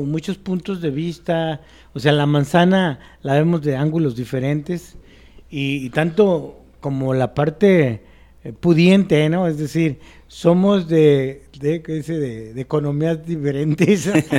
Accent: Jalisco, Mexico; soy un escritor de Guadalajara, ¿no? O sea, soy del área metropolitana acá, de la perra de Occidente

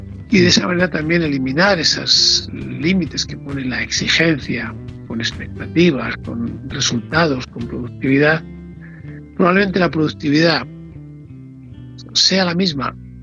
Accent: Ávila, Castile and León, Spain; tú y yo somos de Ávila

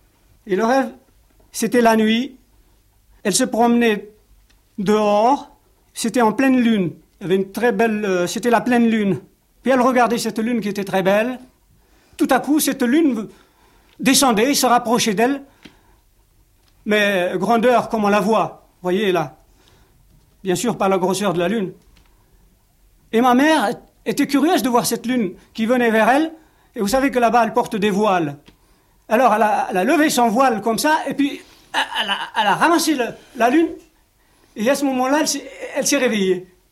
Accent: Algeria; born there; Je suis né en Algérie, j'ai été à l'école.

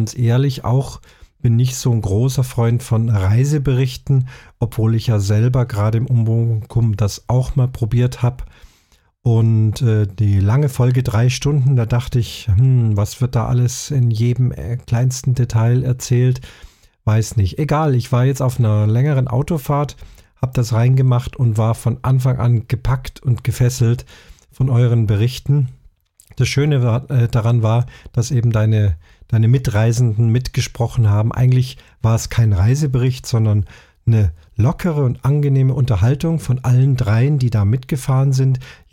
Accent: Munich, Bavaria, Germany; alles, was beschrieben ist, von München, meiner Heimatstadt, angefangen.

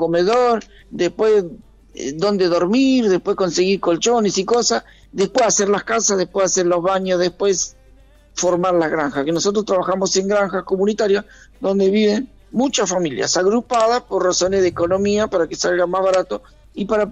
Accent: Indio Rico, Buenos Aires Province, Argentina; yo vine de mi pueblo, de Indio Rico, vine a estudiar al partido de Merlo

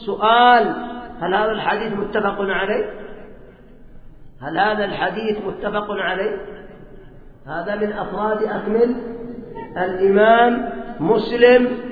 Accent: Yemen; وعندنا في اليمن بنو سلمة هؤلاء في وصاب السابع

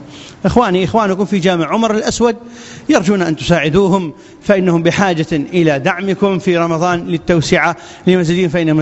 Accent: Iraq; أن تبسط الأمن والأمان في بلادنا العراق وبلاد

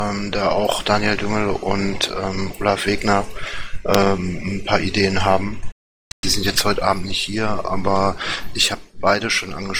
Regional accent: North Rhine-Westphalia, Germany; Ich komme selbst aus NRW

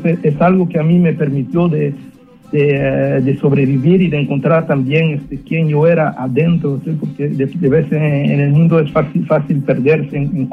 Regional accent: El Salvador; nunca olvidé mis raíces mías, que son latinas, vengo de El Salvador.

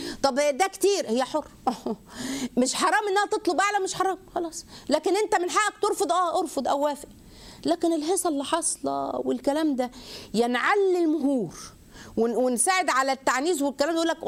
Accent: Egypt; عندنا في مصر يجي يقول لك ايه

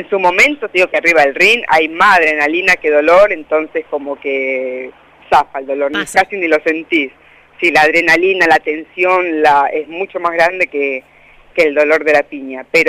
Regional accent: La Pampa, Argentina; also born or lived in Colombia; now in Anguil, Argentina; yo soy argentino y pampeana a muerte.

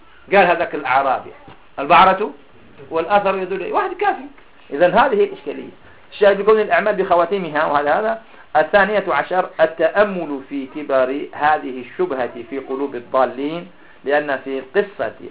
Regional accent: Algeria; هذا من عندنا في الجزائر

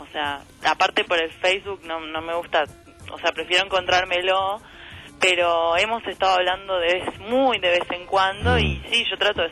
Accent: Concepción del Uruguay, Entre Ríos, Argentina; Y yo soy de Entre Ríos, ¿no?

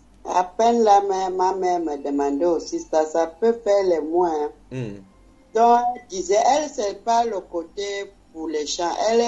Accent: Libreville, Estuaire, Gabon; je suis né à Libreville centre et on a grandi à Libreville.

